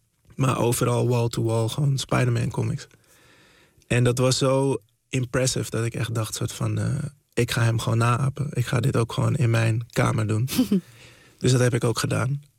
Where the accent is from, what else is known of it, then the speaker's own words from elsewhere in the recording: Zaanstad, North Holland, Netherlands; En ja, dus ik ben wel echt opgegroeid in Zaanstad.